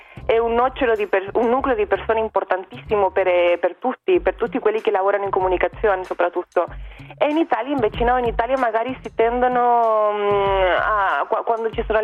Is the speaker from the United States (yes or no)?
no; Chile; Italian is a second language; Quindi questo è il primo step che crea disuguaglianza in Cile, che è un grandissimo problema nel mio paese.